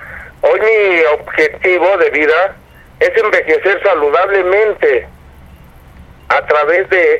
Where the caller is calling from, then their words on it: Tlalnepantla, State of Mexico, Mexico; De Tlalnepantla, Estado de México.